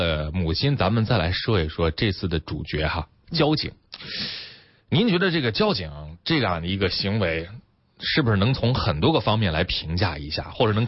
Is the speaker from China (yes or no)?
yes; China; 这个我们中国人都喜欢讲价。